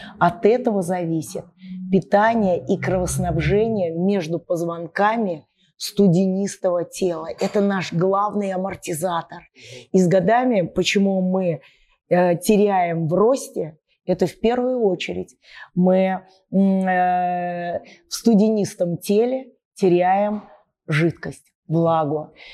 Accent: Nizhny Novgorod, Nizhny Novgorod Oblast, Russia; я из Нижнего Новгорода

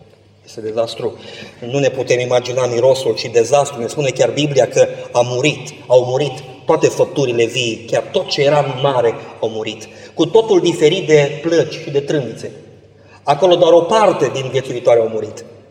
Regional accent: Constanța, Constanța County, Romania; Eu am locuit la mare. M-am născut în Constanța și am locuit.

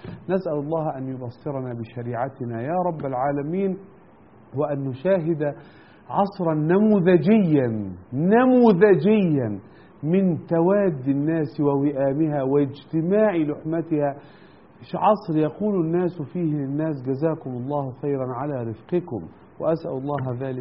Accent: Egypt; بس أنا بتكلم عشان أنا مصري

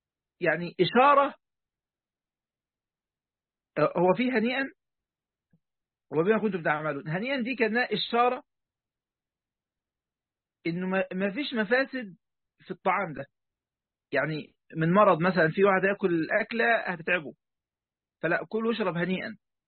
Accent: Egypt; نحن نسميها الفكاهة عندنا في مصر

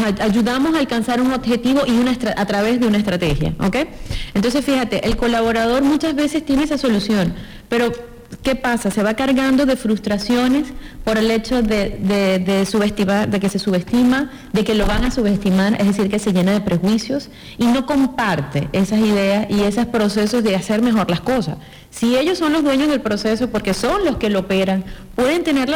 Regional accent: Venezuela; Sí, soy venezolana, de ahí el acento.

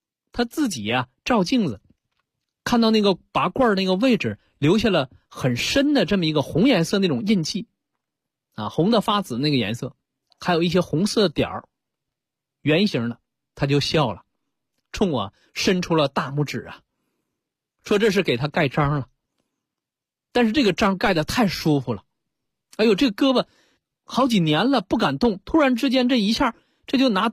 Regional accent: China; 作为我们中国人来讲啊

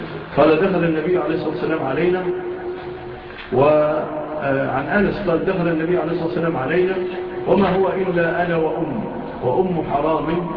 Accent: Egypt; وعافى الله بلادنا مصر من هذه الهزات

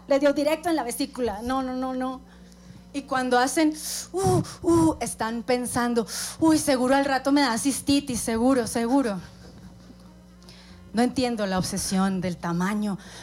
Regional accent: Colombia; Así es, soy colombiana. También soy madrastra.

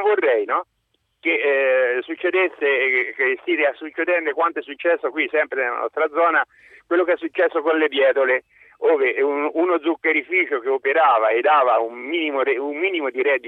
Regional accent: Cortona, Tuscany, Italy; Dunque, io sono di Cortona, Val di Chiana, e sono agricoltore.

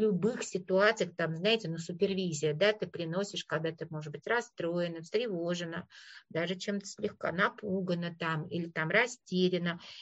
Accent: Moscow, Russia; я говорила, я из Москвы

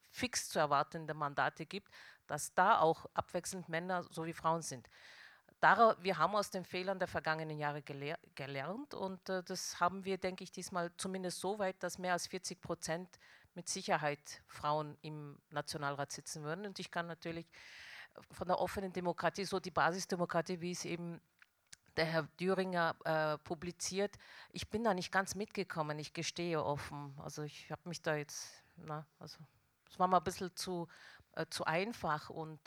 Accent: Tyrol, Austria; ich bin in Tirol aufgewachsen mit all den Vor- und Nachteilen.

